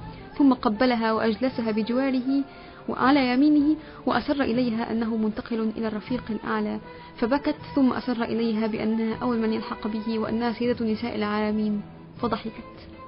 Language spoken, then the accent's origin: Arabic; Egypt; اللي هي المدفونة عندنا في مصر هنا